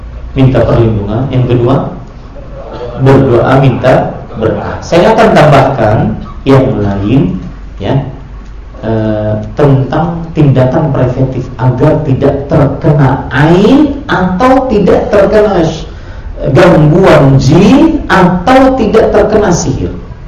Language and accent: Indonesian; South Kalimantan, Indonesia; Kalau di kampung saya di Kalimantan Selatan ada namanya hantu kuyang